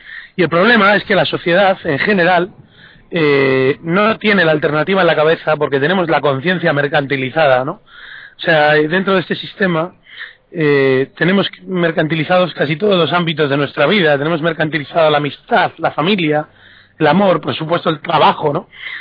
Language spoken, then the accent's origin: Spanish; Spain; tenemos que empezar a aprender muchas cosas de aquellos países sobre los cuales, encima, como españoles creemos que tenemos algún derecho sobre él